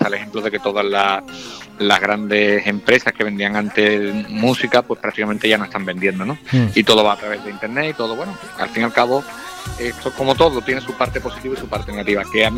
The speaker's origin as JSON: {"language": "Spanish", "region": "Andalusia", "country": "Spain", "said": "de andaluz y ejerzo de andaluz, ¿no? Y esté en Madrid, esté en Barcelona, en París, en Nueva York o en Londres, donde haya ido siempre he ejercido como andaluz y orgulloso, ¿no?, de mi tierra."}